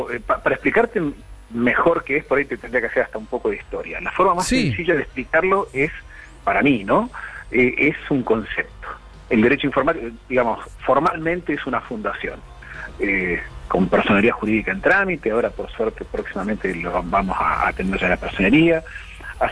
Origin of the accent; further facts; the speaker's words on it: Trelew, Chubut, Argentina; Yo soy de Trelew, provincia de Chubut.